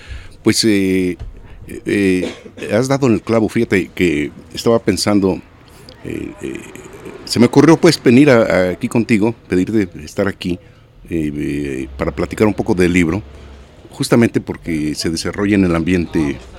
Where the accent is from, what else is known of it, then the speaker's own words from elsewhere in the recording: Jalisco, Mexico; also born or lived in Mexico City; Yo soy de aquí de Jalisco. Sí. Y estaba radicando en la Ciudad de México en ese tiempo.